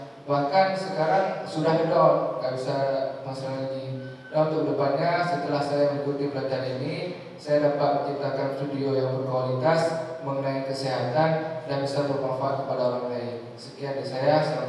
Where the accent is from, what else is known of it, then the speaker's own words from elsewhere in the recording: Bireuen, Aceh, Indonesia; Saya asal dari Biren.